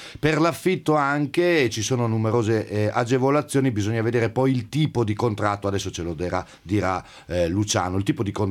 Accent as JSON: {"language": "Italian", "town": "Urbino", "region": "Marche", "country": "Italy", "said": "Sono di Urbino."}